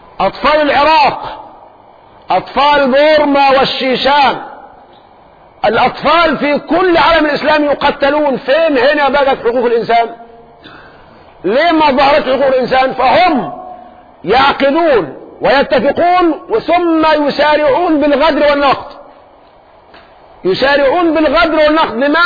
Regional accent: Egypt; ممكن احنا كمصريين جيشنا كله 500,000

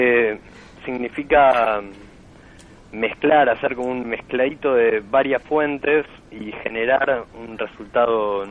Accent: Buenos Aires, Argentina; van a escuchar a nosotros como porteños, estos californianos hablando español

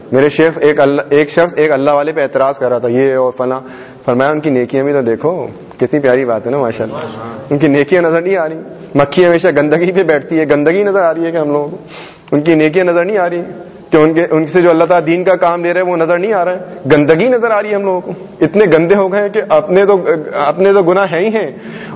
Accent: Hyderabad, Sindh, Pakistan; born there; moved away; also born or lived in Jeddah; حیدرآباد میں میرا ہزاروں کا خاندان میں حیدرآباد میں پیدا ہوا ہوں اس کے بعد پھر امی ابو جدہ چلے گئے تھے مکہ شریف لے گئے تھے مجھے

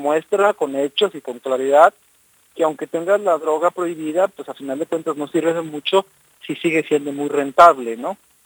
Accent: Mexico; un periódico muy importante en mi país

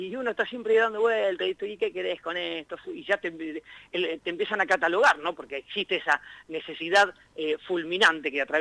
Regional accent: Arata, La Pampa, Argentina; con un proyecto radiofónico que teníamos ahí en Arata, en mi pueblo, hace ya año 93, más o menos, te estoy hablando.

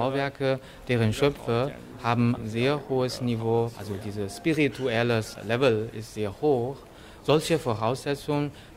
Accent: Guangdong, China; Ich stamme aus Chaoshan-Gebiet. Dort legt man großen Wert auf die Nachbarschaft.

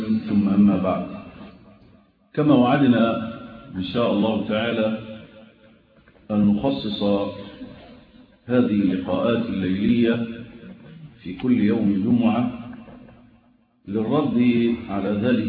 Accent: Egypt; وأتكلم عن بلدنا مصر

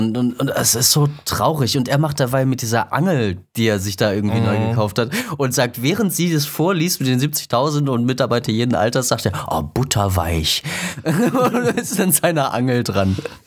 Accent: Leipzig, Saxony, Germany; ich bin halt in Leipzig aufgewachsen und dann ist man da irgendwie so ein bisschen rumgekommen

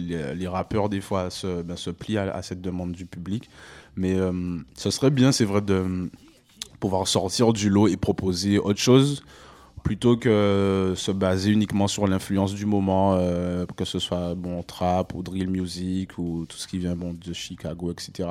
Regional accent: Guadeloupe; moved away as an adult; also born or lived in Paris, France; now in Canada; je suis né à Paris en 90. Voilà. Après, je suis parti en Guadeloupe. J'ai passé la plus grande partie de mon enfance en Guadeloupe, en fait.

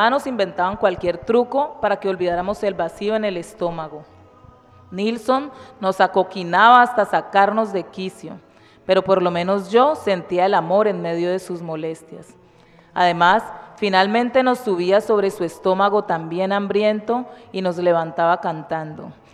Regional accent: Cali, Valle del Cauca, Colombia; yo nací en el puerto, ahí en el puerto Mayarino de Cali. soy nacida y criada aquí en Cali. Y pues lo más lejos que me desplacé fue desde el barrio San Marino hasta aquí a Marroquín, que es donde vivo hasta hoy.

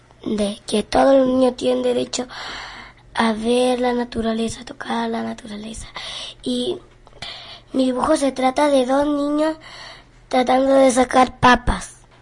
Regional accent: Los Lagos, Chile; De Chiloé.

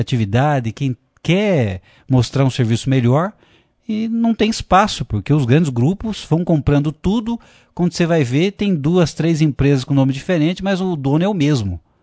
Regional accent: Franca, São Paulo, Brazil; envolvendo a empresa de transporte lá de Franca, minha terra querida.

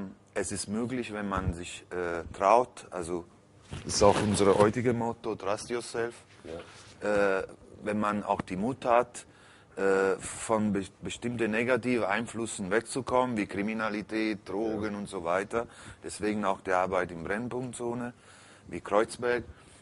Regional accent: Naples, Campania, Italy; German is a second language; Also ich bin als quasi Halbwaise im Heim aufgewachsen, war viel auf der Straße. Ich bin ein klassisches Cognizzo in Neapel.

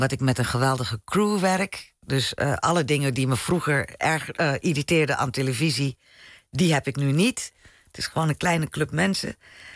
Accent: Suriname; Maar je krijgt toch dingen mee van thuis. Weet je, het zit hem in een grapje of sowieso de soort humor die we hebben als Surinamers.

